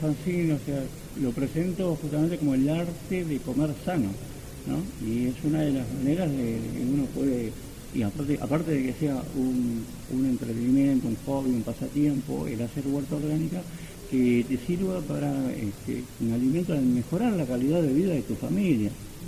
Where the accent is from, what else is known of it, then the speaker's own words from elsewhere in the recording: Moreno, Buenos Aires Province, Argentina; Yo soy de Moreno.